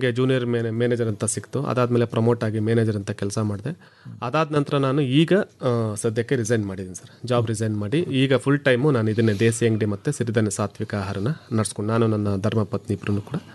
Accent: Dodda Bhuvalli, Karnataka, India; ನಮ್ಮೂರು ಸರ್. ಹೌದು.

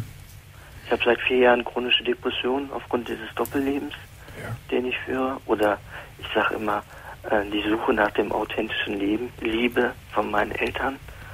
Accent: Turkey; Ja, ich bin Türke, ne?

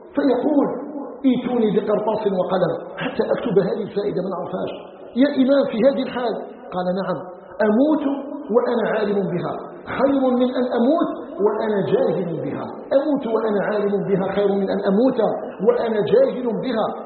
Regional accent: Algeria

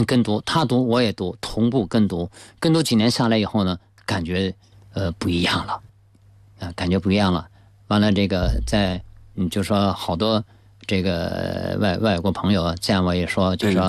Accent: China; 我说 I'm Chinese。我说我是中国人

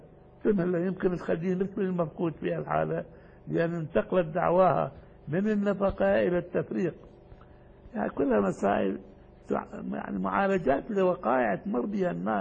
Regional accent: Iraq; لكن جرى الاستعمال عندنا في العراق، ما ادري هنا موجود ام لا

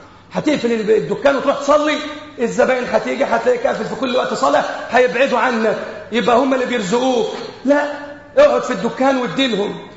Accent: Egypt; بلادنا مصر

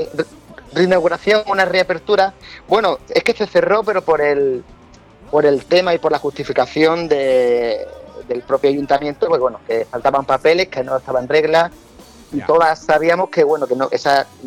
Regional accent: Málaga, Andalusia, Spain; Que la adoramos como malagueño y como malacitano y como malaguita

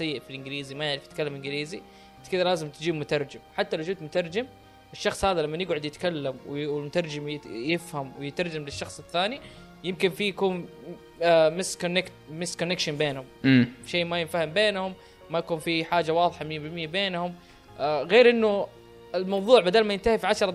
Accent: Saudi Arabia; اللي عندنا في السعوديه في وزاره الاتصالات

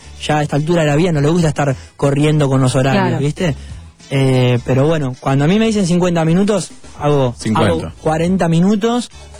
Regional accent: Bahía Blanca, Buenos Aires Province, Argentina; yo soy de Bahía Blanca, así que pasé mucho tiempo de mi infancia yendo y viniendo por ahí, por esa zona.

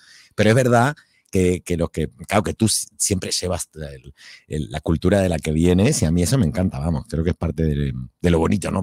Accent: Argentina; moved away as an adult; now in Spain; Bueno, soy hispano-argentino porque tengo las dos nacionalidades y ya ahora he cumplido este año 27 años en España.

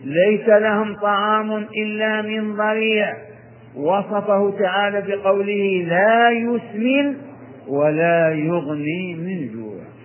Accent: Hejaz, Saudi Arabia; الضريع أهل البادية عندنا في الحجاز يعرفونه

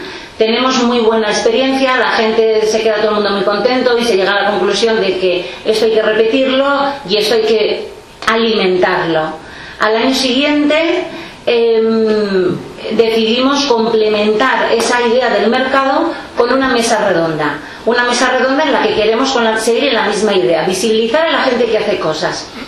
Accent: Olondriz, Navarre, Spain; vengo de Olondri, de un pueblo del Valle de Erro.

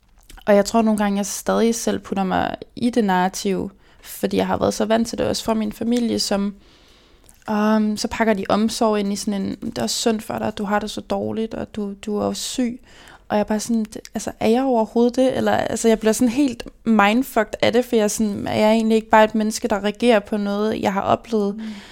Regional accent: Region of Southern Denmark, Denmark; Jeg voksede op med en personlighed, der var for stor til min barndomsby på Nordfyn, med kun 700 indbyggere.

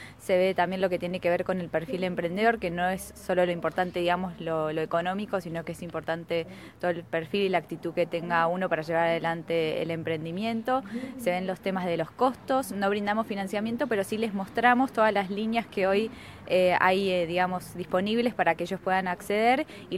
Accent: Villarino, Buenos Aires Province, Argentina; Yo soy de Villarino

